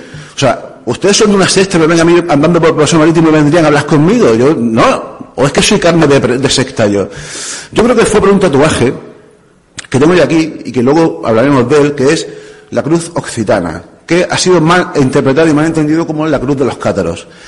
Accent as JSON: {"language": "Spanish", "town": "Aguadulce", "region": "Andalusia", "country": "Spain", "tie": "born or raised there", "said": "estaba andando un domingo andando por la mañana por el paseo marítimo en plan pureta de mi pueblo, de Agua Dulce, de Almería"}